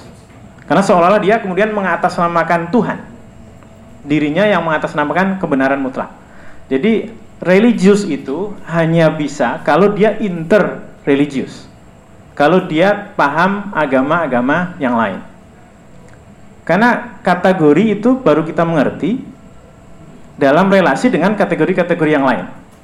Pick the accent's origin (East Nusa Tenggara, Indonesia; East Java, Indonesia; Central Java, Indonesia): Central Java, Indonesia; Banyumas; first language Javanese Banyumas; Indonesian is a second language; Seperti saya ini orang Jawa dan Jawa Banyumas. Saya kalau mau ngomong apa saja, jauh di dalam diri saya ngomong pakai bahasa Jawa Banyumas.